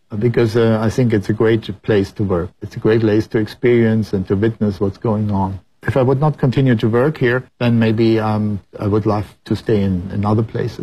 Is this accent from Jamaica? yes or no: no; Frankfurt, Hesse, Germany; English is a second language; we came to an old place where I was growing up in Frankfurt.